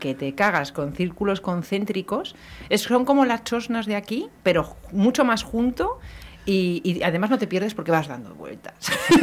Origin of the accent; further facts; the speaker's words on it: Bilbao, Basque Country, Spain; Vale, somos de Bilbao.